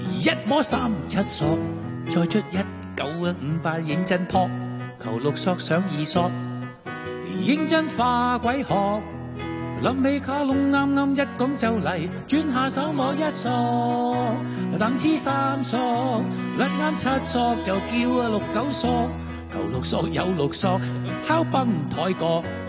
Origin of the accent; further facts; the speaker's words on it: Hong Kong; 亦都寫正咗我哋香港人嘅即係我哋嘅國技嚟㗎嘛。